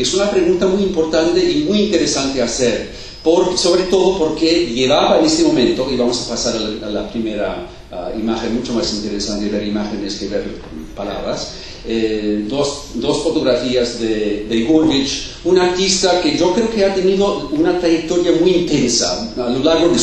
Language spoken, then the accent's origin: Spanish; New York, United States; Yo nací en Nueva York, yo vivía casi toda mi vida en la zona, no exactamente en la calle donde vivían los Gurvich, pero en Greenwich Village y en la calle 14